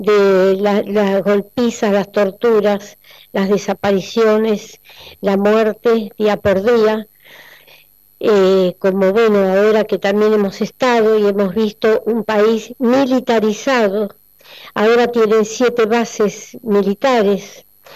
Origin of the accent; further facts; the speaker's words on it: Argentina; el gran compromiso nuestro como argentinos